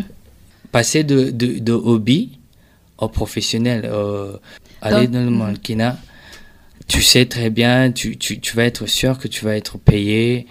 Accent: Burundi; Mais je dis une chose, en tant que Burundais et fier de l'être

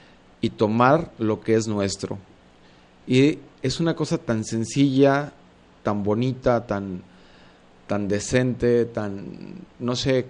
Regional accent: San Antonio Juanacaxtla, Jalisco, Mexico; Yo en lo particular crecí pues en San Antonio, Juanacaxtla, los que me conocen, crecí con el mejor maíz, el mejor frijol, los mejores jitomates, chiles, rábanos y demás, todo eso que se cultivaba en el rancho

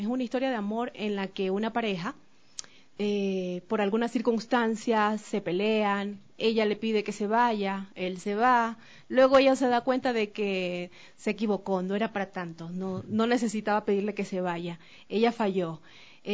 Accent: Esmeraldas, Ecuador; los sonidos de mi tierra, de Esmeraldas, de la música afroesmeraldeña, afro del Pacífico

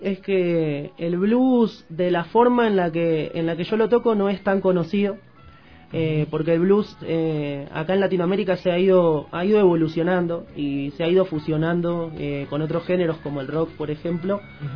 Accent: Argentina; moved away as an adult; Yo empecé a viajar hace un año y medio. Salí de Argentina y fui para el noroeste directamente con un amigo.

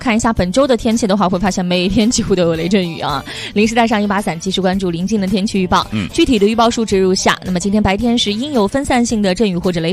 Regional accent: China; 因为我们作为中国人来讲，我们又一次看到了奥运会开幕式的时候，想起来了我们国家当时的一些跟我们文化息息相关的一些部分

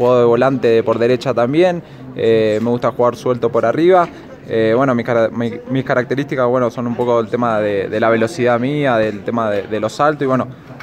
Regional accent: Argentina; Bueno, soy un argentino, tengo 23 años

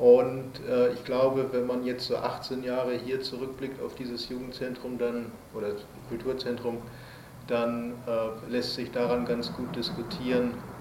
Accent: Hamburg, Germany; accent: North German; bin ja aus Hamburg, wie man vielleicht so ein bisschen an meiner Sprache hört, dass ich aus Norddeutschland komme, bin aus Hamburg

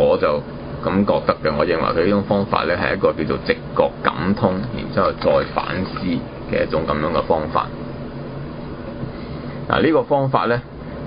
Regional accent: China; born there; 我們是作為一個生於這個時代的人、啊、我們生於、啊、中國這個地方的人

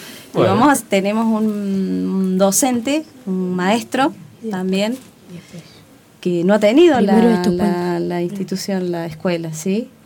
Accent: Villa de las Rosas, Córdoba, Argentina; Yo soy de Villa de las Rosas.

